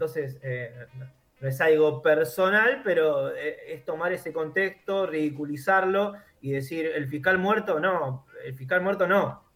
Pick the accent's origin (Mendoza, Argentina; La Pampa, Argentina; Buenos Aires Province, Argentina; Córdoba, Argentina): Buenos Aires Province, Argentina; Remedios de Escalada; Entonces hay mucha descripción del barrio, yo soy acá de Escalada.